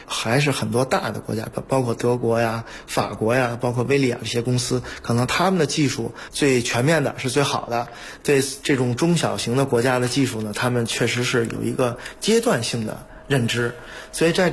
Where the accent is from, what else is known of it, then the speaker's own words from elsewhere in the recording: Beijing, China; moved away as an adult; now in Slovakia; 作为一个北京人，我们虽然在海外待了有27年、30年了